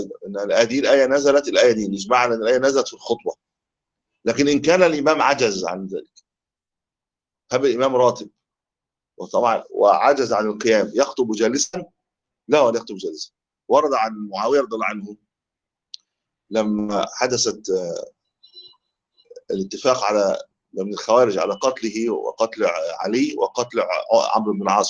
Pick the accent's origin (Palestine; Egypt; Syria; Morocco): Egypt; هو لا يؤذن عندنا في مصر